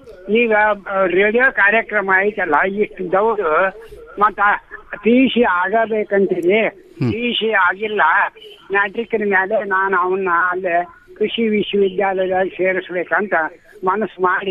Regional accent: Chikka Naragund, Karnataka, India; ನಮ್ದು ಚಿಕ್ಕ ನರಗುಂದ, ನರಗುಂದ ತಾಲೂಕ್ರಿ.

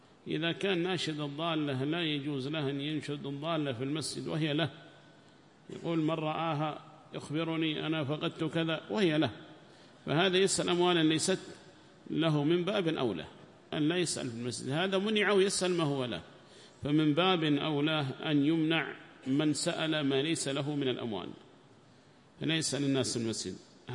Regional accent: Yemen; وهكذا عندنا في اليمن

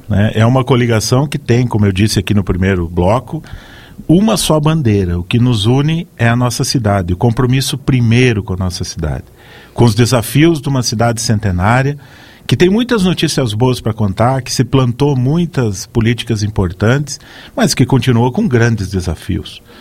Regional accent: Tenente Portela, Rio Grande do Sul, Brazil; now in Chapecó, Brazil; nascido em Tenente Portela, Rio Grande do Sul, uma cidade em que desde pequeno já ouvi as rádios daqui, né?

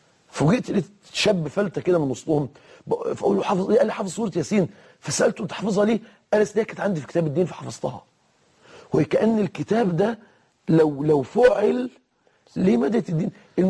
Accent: Egypt; يعني مثلا هنا في مصر في المحاكم، عندنا في مصر أصدرت المحاكم قرارا

